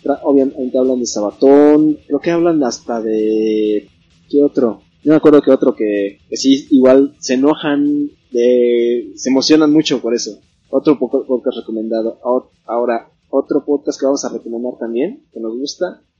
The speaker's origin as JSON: {"language": "Spanish", "country": "Mexico", "said": "para nosotros mexicanos no es tan chocante de escuchar como un español."}